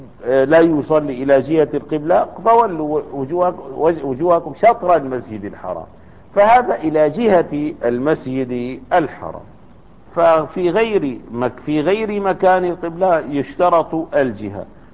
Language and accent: Arabic; Damascus, Damascus Governorate, Syria; يعني في دمشق خاصة كبلدة في بلدتنا